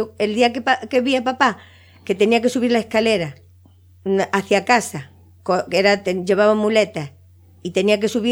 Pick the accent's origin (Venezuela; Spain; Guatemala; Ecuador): Spain; Arteixo, Galicia; Yo como soy de Arteixo, no, a mí no.